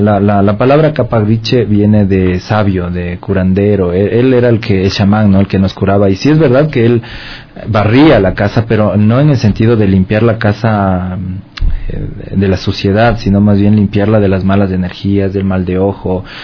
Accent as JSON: {"language": "Spanish", "town": "Quito", "region": "Pichincha", "country": "Ecuador", "said": "porque eso es lo que somos los quiteños, ¿no? Nos gusta ser alegres, fiesteros, farreros"}